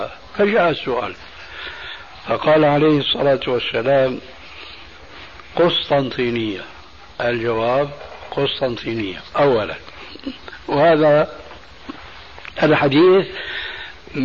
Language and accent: Arabic; Damascus, Damascus Governorate, Syria; كما يقولون عندنا في دمشق بدها الزكتات